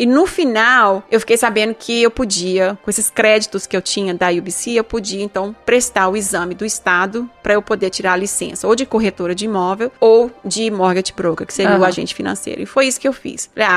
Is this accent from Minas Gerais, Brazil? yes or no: yes; Minas Gerais, Brazil; Por exemplo, eu sou de Minas, eu acho que eu tive uma sombrinha na minha vida.